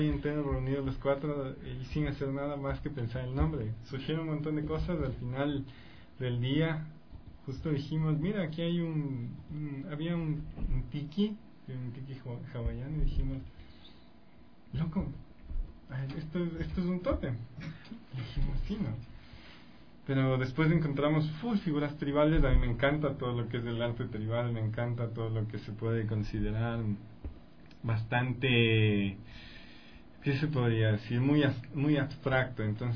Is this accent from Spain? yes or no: no; Ecuador; lo que nosotros como ecuatorianos, lo que más nos representa.